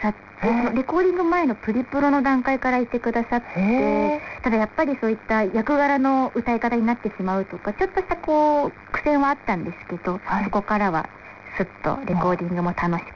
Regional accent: Nagano, Japan; moved away; 私長野出身なんですけど、はい、この上京した時のあの都会のイメージっていうんですか、東京の夜がすごい明るいなっていうので、

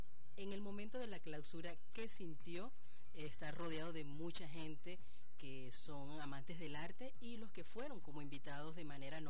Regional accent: Venezuela; Nosotros contentos como venezolanos de tenerlo a usted como invitado para esta segunda Bienal del Sur.

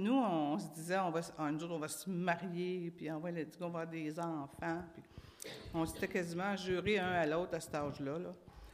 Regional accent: Maniwaki, Quebec, Canada; parce que moi, je viens de Maniwaki, la petite ville au nord de Gatineau. En fait, c'était comme un village dans le temps.

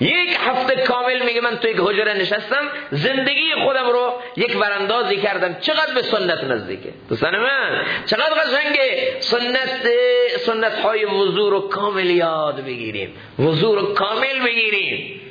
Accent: Iran; first language fa; افسوسه که ما ایرانی هستیم، فارسی زبان هستیم

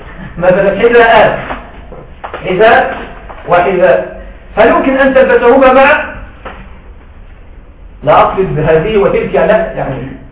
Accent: Egypt; لكن عندنا في مصر صراحة ما رأيت هذا.

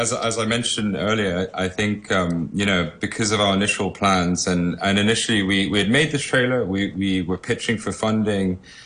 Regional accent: Hong Kong; I'm a local boy, I'm born and brought up in Hong Kong.

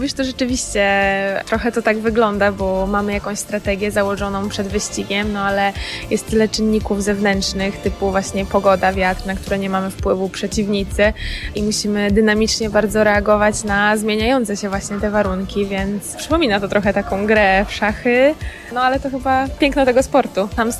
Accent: Iława, Warmian-Masurian Voivodeship, Poland; że jestem z Iławy i stamtąd pochodzę i tam się wychowałam. Jezioro w ogóle położone w centrum miasta.

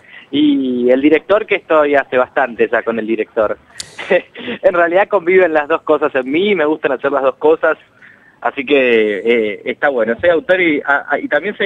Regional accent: Uruguay; moved away as an adult; now in Argentina; En realidad soy uruguayo, nací en Uruguay y vivo hace bastante, ya casi 13 o 14 años acá.

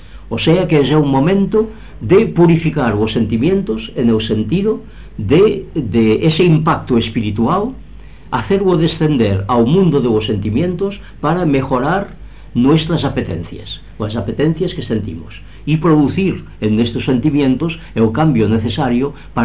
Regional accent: Girona, Catalonia, Spain; José María Gironella, que como sabéis es de mi pueblo, de Gerona

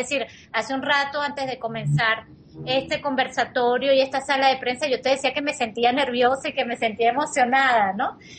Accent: Caracas, Capital District, Venezuela; yo soy caraqueña

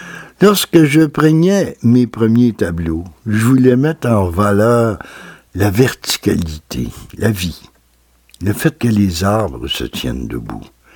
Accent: Val-d'Or, Quebec, Canada; ces boulots sont vraiment ceux qui entourent ma ville natale, Val-d'Or.

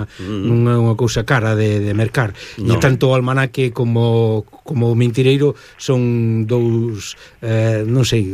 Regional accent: Ribadavia, Galicia, Spain; born there; nacín ali no Ribeiro en Rivadavia, concretamente.

